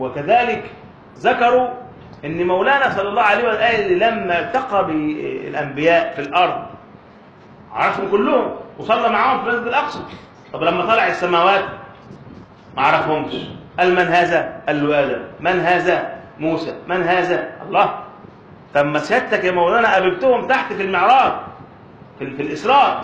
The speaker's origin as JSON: {"language": "Arabic", "town": "Alexandria", "region": "Alexandria Governorate", "country": "Egypt", "said": "وعندنا في اسكندرية أحد كبار الأعلام"}